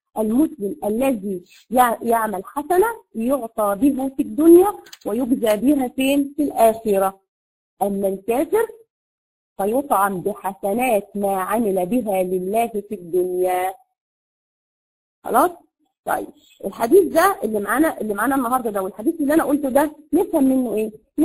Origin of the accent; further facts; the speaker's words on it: Egypt; زي ما بيقولوا عندنا في مصر كده الممنوعات